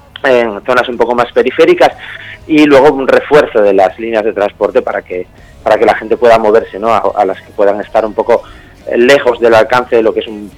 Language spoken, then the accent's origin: Spanish; Vimenes, Asturias, Spain; born there; also born or lived in Gijón; la gente me identifica mucho con Gijón, sí que es verdad que soy nacido en Vimenes.